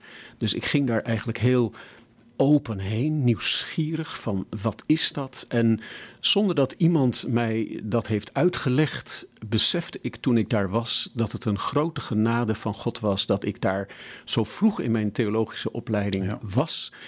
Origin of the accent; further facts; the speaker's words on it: Hilversum, North Holland, Netherlands; born there; Wel, ik ben nu 67 en ik ben geboren in Hilversum.